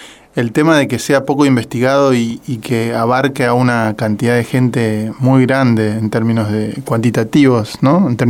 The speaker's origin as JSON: {"language": "Spanish", "region": "Corrientes", "country": "Argentina", "said": "pues yo soy de Corrientes, de Ajá. la provincia."}